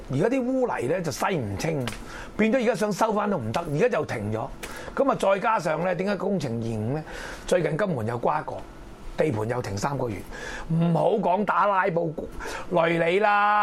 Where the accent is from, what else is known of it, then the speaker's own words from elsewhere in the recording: Hong Kong; 咁係我哋香港人最叻嗰句就抌錢落鹹水海